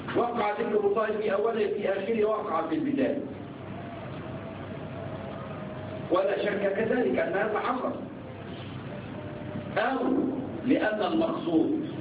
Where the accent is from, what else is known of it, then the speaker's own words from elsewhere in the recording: Egypt; عندنا في مصر كلية الهندسة، كلية الهندسة خمسة أعوام